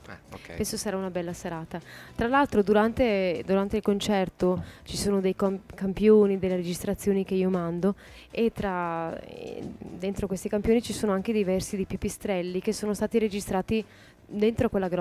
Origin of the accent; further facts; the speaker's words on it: Catania, Sicily, Italy; born there; penso di essere veneta. Dico penso perché comunque sono originaria di Catania, siciliana. E sono nata lì, anche mio padre è lì, per cui dovrei essere più siciliana che altro, però mi sento anche veneta naturalmente. Beh, mia madre è veneta comunque, no?